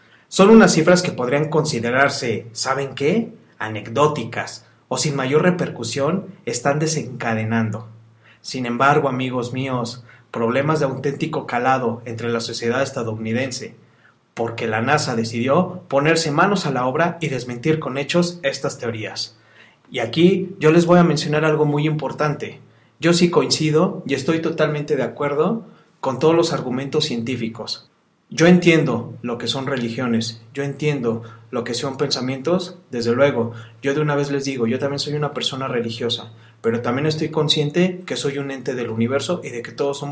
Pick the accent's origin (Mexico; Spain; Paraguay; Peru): Mexico; estamos muy contentos en nombre del pueblo de México de que tenemos muy buenos peleadores